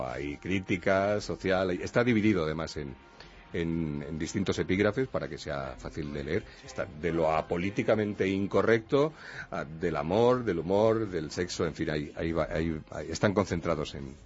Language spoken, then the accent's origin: Spanish; Toledo, Castilla-La Mancha, Spain; now in Madrid, Spain; Yo soy de Toledo, ya lo sabes, muy del interior. Pero Toledo es casi una isla, está rodeada del Tajo por todas partes, menos por una que la une con Madrid, que es donde vivo.